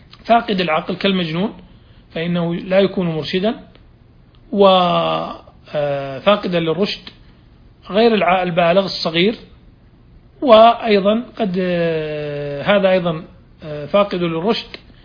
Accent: Saudi Arabia; والآن يعني في عندنا في المملكة العربية السعودية صار عندنا قضاء التنفيذ

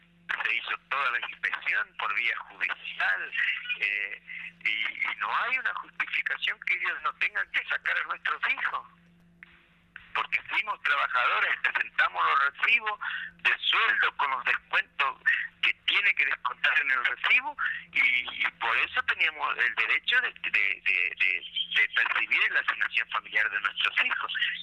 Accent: Misiones, Argentina; porque somos argentinos. Somos misioneros, pero somos argentinos

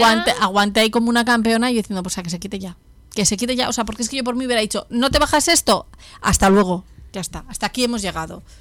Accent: Spain; yo siempre pregunto, ¿soy la primera española?

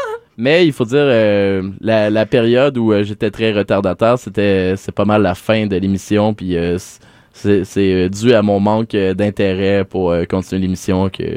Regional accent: Saint-Michel-des-Saints, Quebec, Canada; c'est vraiment Saint-Michel-des-Saints, ma terre natale, dans la Nadière.

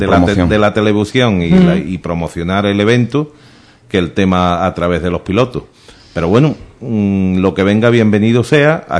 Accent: Andalusia, Spain; como para uno que es andaluz

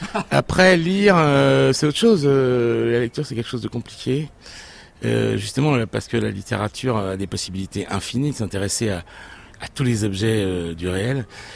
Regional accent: Niort, Nouvelle-Aquitaine, France; Et je viens de l'ouest de la France, une petite ville qui s'appelle Niort, et dans laquelle rien ne me prédisposait ni au grand voyage, ni aux rencontres avec l'Orient arabe.

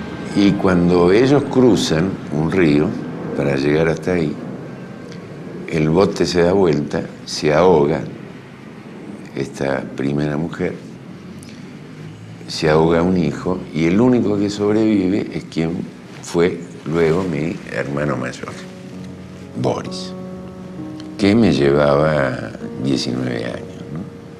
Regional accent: Argentina; Y emigraron a la Argentina. Y soy el único argentino de la familia. De esa familia original, de ese núcleo original. Y soy argentino porque en el momento del parto quería estar al lado de mi madre

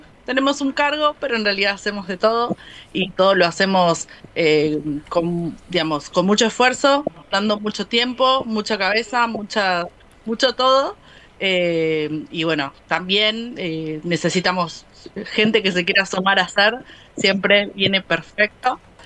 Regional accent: Buenos Aires, Argentina; yo soy nativa de Mataderos y coincido que es uno de los mejores barrios.

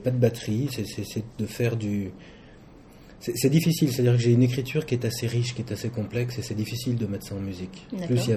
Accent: Marseille, Provence-Alpes-Côte d'Azur, France; also born or lived in Montreal; Moi, je suis né à Montréal, mais j'ai grandi à Marseille.

